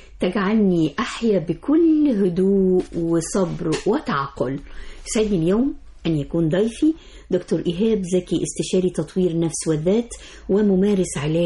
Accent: Egypt; يمكن الناس اللي بيعيشوا على السواحل عندنا في مصر بيعملوا كده

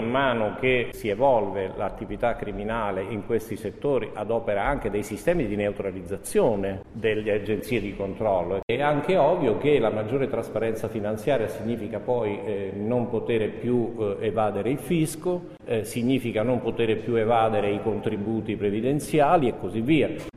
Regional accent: Venice, Veneto, Italy; born there; Sì, io sono nato a Venezia, no?

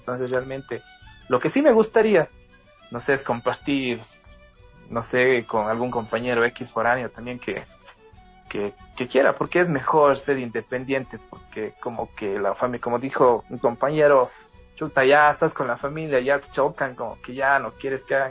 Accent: Cuenca, Azuay, Ecuador; accent: cantadito; Perdona mi acento, yo como soy cuencano, entonces hablo medio cantadito.

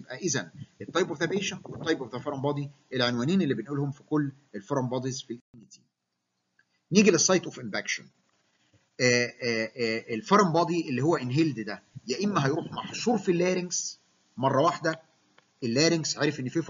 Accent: Egypt; نحن كمصريين نفتخر

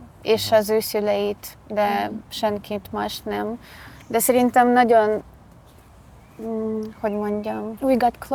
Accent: Zaporizhzhia, Zaporizhzhia Oblast, Ukraine; Hungarian is a second language; moved away as an adult; now in Budapest, Hungary; Zaporizsjából jöttem, elég közel van Oroszországhoz, és ezért most már elfoglalta a városom. 22 éves vagyok. Először, amikor ide jöttem Budapestre, ez október 21-ben volt

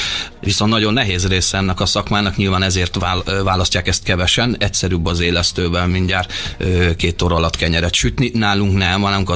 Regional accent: Hungary; Most is ugye magyarként, hogy a hotelba kellett egy vízforralóba főznöm gyakorlatilag a spárgát

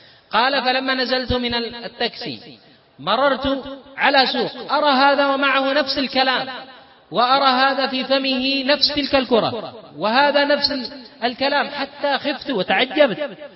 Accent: Yemen; إنما عندنا في اليمن فقط يبقيه إلى آخر اليوم ربما رمى،

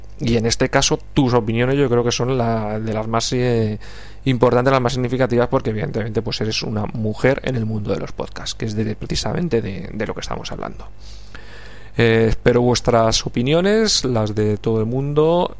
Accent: Madrid, Community of Madrid, Spain; os estoy hablando desde Madrid, soy madrileño

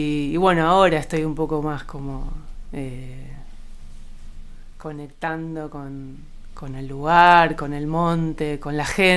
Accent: Buenos Aires, Argentina; moved away as an adult; nací en Buenos Aires, en Capital Federal, un 8 de febrero. Y bueno, vivía en Buenos Aires hasta los 30 y pico, siempre muy con el deseo de vivir en la naturaleza, queriendo irme de la ciudad

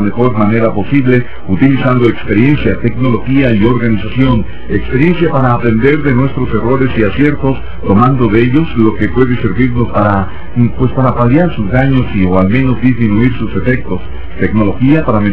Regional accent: Mexico; nuestros valores como mexicanos toman mayor relevancia

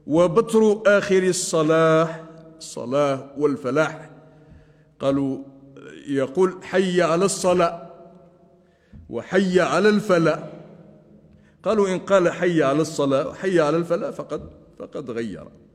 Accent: Laghouat, Laghouat Province, Algeria; حتى علماء بلدتنا الأغواط كانوا يفعلون هذا

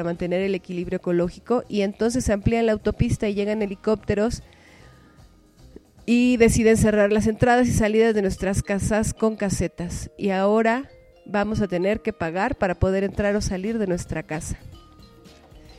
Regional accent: Tepoztlán, Morelos, Mexico; Nosotros vivimos y existimos en este territorio, somos de este territorio, somos de Tepoztlán

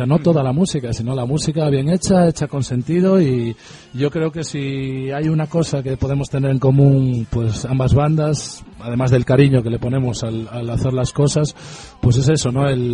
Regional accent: O Porriño, Galicia, Spain; Yo soy de un pueblo cerca de Vigo que se llama Oporriño

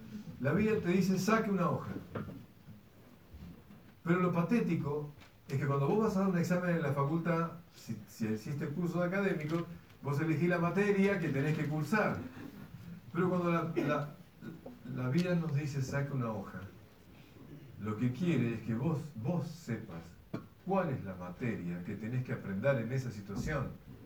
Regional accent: Argentina; Como argentinos hay una materia que cursar.

